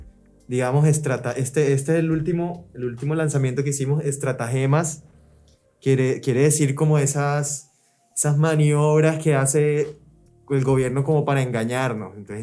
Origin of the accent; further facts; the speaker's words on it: Barranquilla, Atlántico, Colombia; conocer gente en Barranquilla, mi pueblo natal